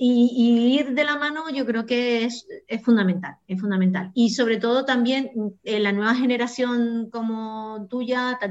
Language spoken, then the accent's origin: Spanish; Canary Islands, Spain; now in Almería, Spain; yo soy de Canarias, y allí teníamos, no soy de Tenerife, soy de Gran Canaria